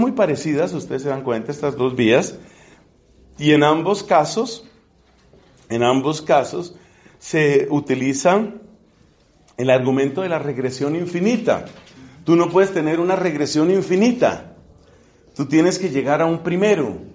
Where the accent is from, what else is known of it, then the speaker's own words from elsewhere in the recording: Colombia; será porque soy latino o colombiano o lo que sea